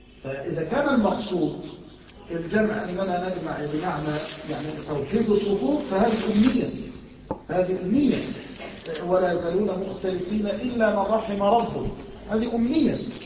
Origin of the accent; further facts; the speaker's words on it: Mansoura, Dakahlia, Egypt; يعني عندنا في المنصورة